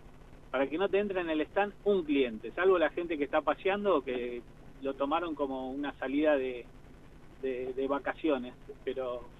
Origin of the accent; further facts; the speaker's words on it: Buenos Aires, Argentina; now in La Pampa, Argentina; yo vengo de Buenos Aires